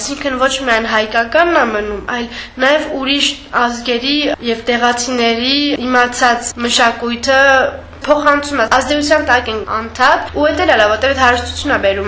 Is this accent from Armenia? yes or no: yes; Armenia; now in Belgium; 90-ական թվերին էլ ես էլ այդ շարժումից եմ գալիս, ընդա մեծացել ենք ու մենք հայաստանցի ենք կոչվում, իսկ երբ որ գալիս ենք Հայաստան, մեզ եվրոպացու տեղ են դնում, այսինքն սփյուռքը հայ ենք, ոչ Բելգիայում ենք բելգիացի, ոչ Հայաստանում ենք հայաստանցի